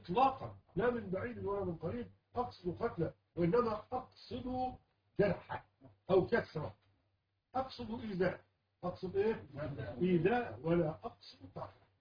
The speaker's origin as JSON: {"language": "Arabic", "country": "Egypt", "said": "العيال بيلعبوا عندنا في مصر"}